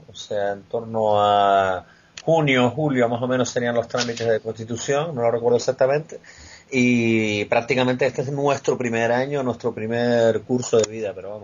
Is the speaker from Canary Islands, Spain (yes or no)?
yes; Canary Islands, Spain; now in Madrid, Spain; dado que somos canarios, que estamos aquí en Madrid, que no se caracteriza precisamente por tener mar